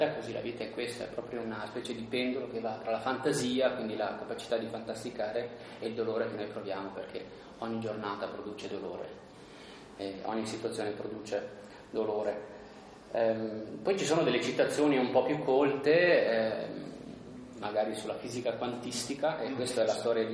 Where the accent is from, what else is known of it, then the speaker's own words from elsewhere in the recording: Merano, Trentino-Alto Adige, Italy; Io sono di Merano